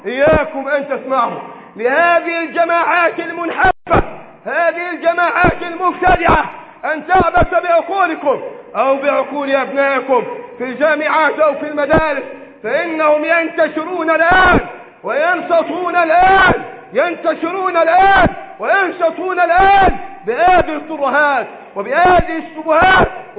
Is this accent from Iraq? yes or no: no; Egypt; اللهم احفظ بلدنا مصر من الفتن ما ظهر منها وما بطن